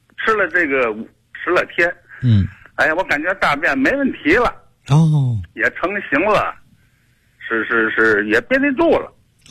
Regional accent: Beichen, Tianjin, China; 我是天津的北辰的。

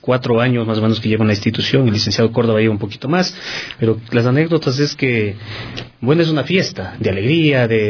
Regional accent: Ecuador; de conocer nuevas danzas que uno como ecuatoriano incluso muchas veces no las conocía

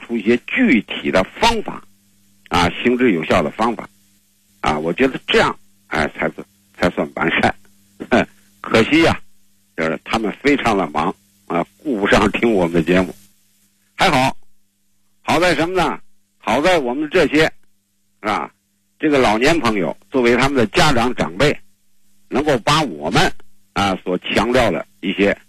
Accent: China; 你像我们中国人这个吃饭啊

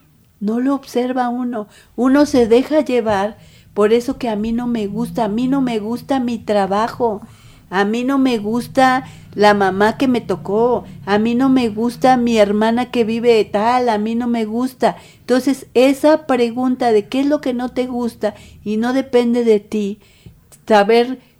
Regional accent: Mexico; que son lo que nos va a matar como mexicanos o mexicanas

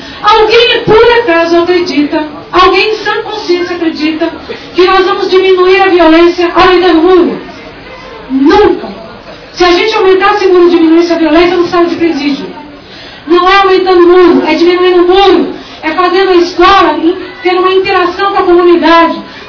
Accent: Cubatão, São Paulo, Brazil; Eu moro no mesmo lugar, na mesma casa, tenho os mesmos vizinhos, e nasci em Cubatão, sou filha, neta, bisneta, tataraneta de cubatense

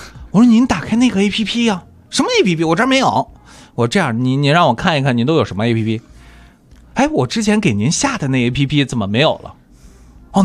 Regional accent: China

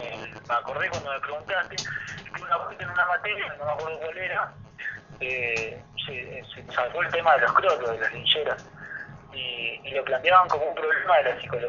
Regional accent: Río Gallegos, Santa Cruz, Argentina; moved away as an adult; Viví hasta los 18 años ahí. Y en Gallegos sí, hay muchos crotos y hay que... O sea, si acá hace frío, te imaginás en Río Gallegos, que queda mucho más al sur.

